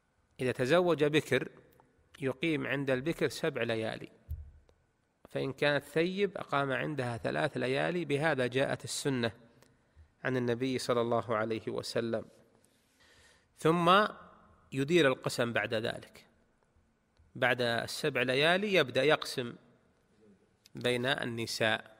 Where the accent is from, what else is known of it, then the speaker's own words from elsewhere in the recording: Saudi Arabia; في بلدنا المملكة العربية السعودية